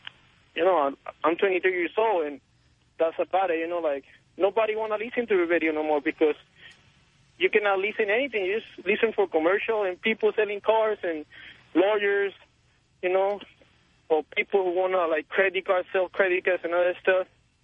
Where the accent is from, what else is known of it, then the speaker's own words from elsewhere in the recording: Mexico; English is a second language; I'm from Mexico, I'm a Mexican guy.